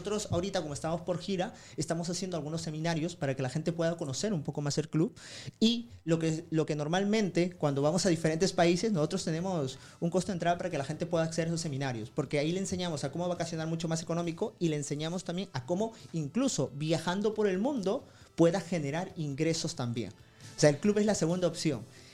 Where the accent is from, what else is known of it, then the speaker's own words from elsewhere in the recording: Peru; yo vengo de Perú, y ¿cuánta gente de Perú viaja?